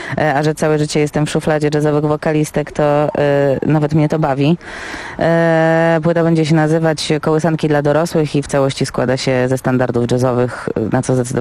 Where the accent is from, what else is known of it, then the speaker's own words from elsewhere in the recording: Warsaw, Masovian Voivodeship, Poland; zawsze granie w Warszawie, w związku z tym, że jestem rdzenną warszawianką